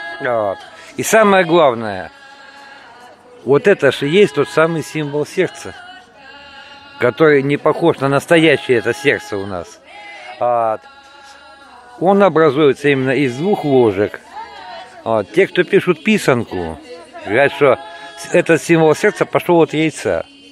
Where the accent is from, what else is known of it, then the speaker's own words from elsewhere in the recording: Istra, Moscow Oblast, Russia; born there; Я, в принципе, родился-то здесь, в Москве, в Истре. Так что, можно сказать, я москвич.